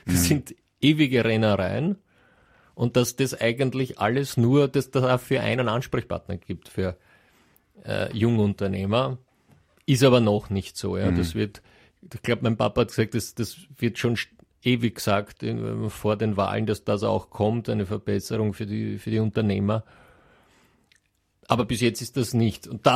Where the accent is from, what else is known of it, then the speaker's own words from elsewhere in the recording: Austria; bei uns in Österreich